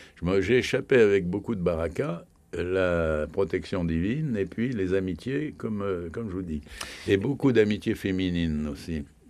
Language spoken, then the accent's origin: French; France; Je suis un Français qui ne peut pas allumer des scandales inutiles.